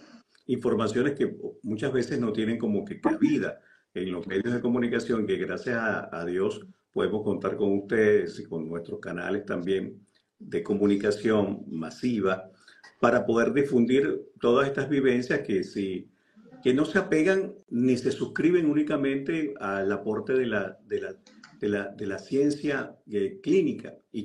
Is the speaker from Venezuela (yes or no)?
yes; Venezuela; Ahora me toca ir a mi país de origen, justamente, que es Venezuela.